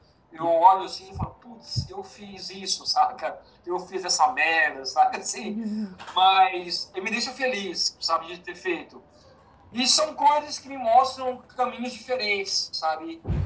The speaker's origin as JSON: {"language": "Portuguese", "town": "Goiânia", "region": "Goiás", "country": "Brazil", "moved": "yes", "said": "Eu sou de Goiânia, né?"}